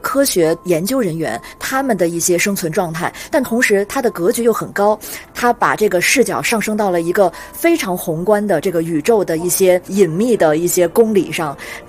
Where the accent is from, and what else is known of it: China